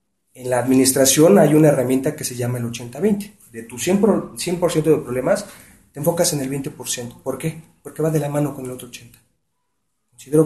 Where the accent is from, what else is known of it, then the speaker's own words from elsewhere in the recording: Iztapalapa, Mexico City, Mexico; also born or lived in Nezahualcóyotl; Yo nací en Nezahualcóyotl, he radicado mi vida en la colonia Renovación, Iztapalapa.